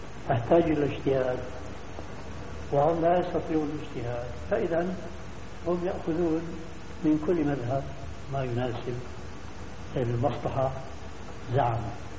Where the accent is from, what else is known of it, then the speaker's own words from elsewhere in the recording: Syria; مدى انتشار الحزب عندنا في سوريا